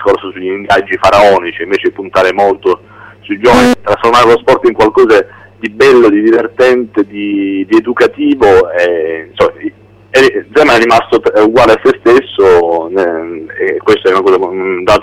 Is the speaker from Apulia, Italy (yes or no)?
yes; Bari, Apulia, Italy; Io barese partivo e mi immergevo nel catino incandescente